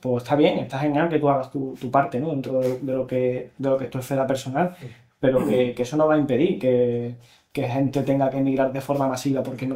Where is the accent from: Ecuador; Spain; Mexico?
Spain; Cádiz, Andalusia; soy una persona a la que le gusta mucho hacer chistes, soy de Cádiz